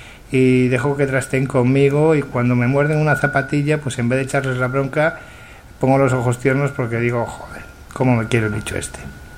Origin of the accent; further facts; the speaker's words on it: Catalonia, Spain; Yo soy del Mediterráneo, yo soy más de la parte de José Luis, soy de Tarragona, de un pueblecito de Tarragona, nací en el Hospital del Mar.